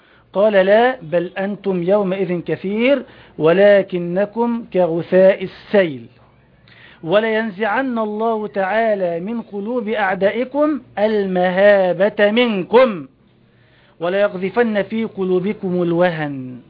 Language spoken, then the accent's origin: Arabic; Egypt; إذن أنا مسلم فقط، ولا أتسمى إلا بهذا الاسم. ثانيا، فأنا مصري أحب بلدي